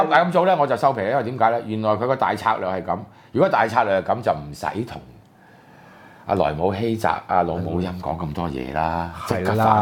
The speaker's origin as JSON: {"language": "Cantonese", "country": "Hong Kong", "said": "我哋香港人邊個出嚟反抗就變屈完"}